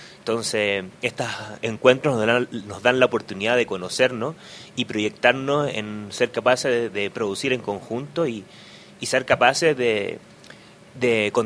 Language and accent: Spanish; Chile; de donde yo vengo de Chile